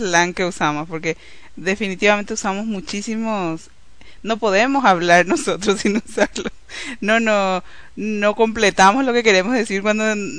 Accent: Paraguay; nuestras visiones también como migrantes paraguayos que estamos aquí

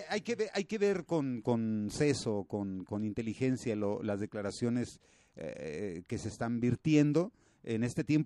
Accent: Mexico; now in Switzerland; me sentí así como que mexicano, dije, bueno, pues ya no, yo que tenía planes de volverme ciudadano suizo

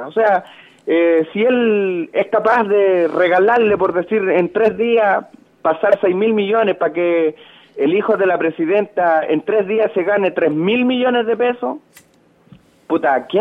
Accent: Chile; a la final nosotros como chilenos pasamos a ser todos corruptos, po.

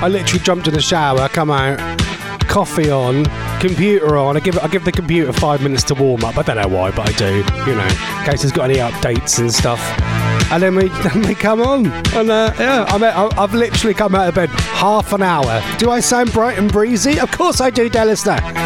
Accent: East of England, United Kingdom; I'm from Norfolk and I'm a bit weird.

